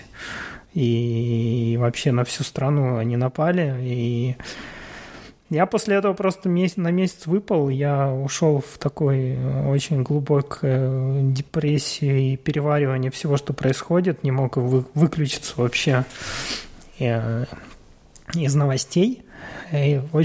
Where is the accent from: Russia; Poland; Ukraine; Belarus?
Ukraine; Ну, не все знали, что я из Украины